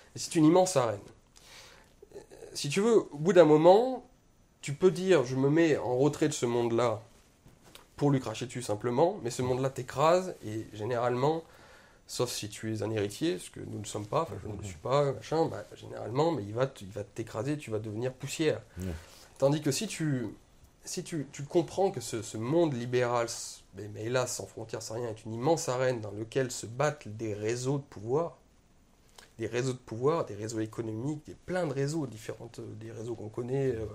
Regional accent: Auvergne-Rhône-Alpes, France; moi je suis un petit Français qui vient de la campagne, je viens d'Ardèche, toute petite ville. J'ai voyagé dans toute la France

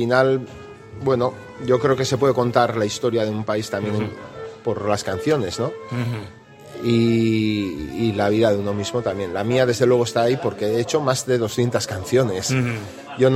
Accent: Basque Country, Spain; una visión de mi tierra, de mi país uh-huh. y de la Euskal Herria que yo quisiera.

